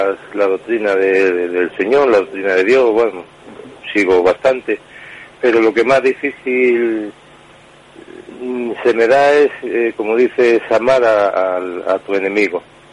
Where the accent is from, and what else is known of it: Vigo, Galicia, Spain